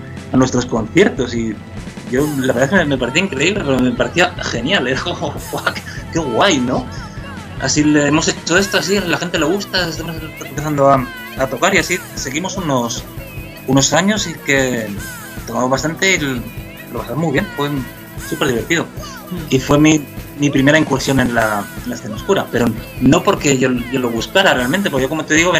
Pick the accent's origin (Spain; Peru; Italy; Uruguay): Spain; Miranda de Ebro, Castile and León; En mi pueblo, en Miranda de Ebro, no era fácil encontrar gente con los grupos, con los gustos musicales afines a los que tenía yo en aquella época.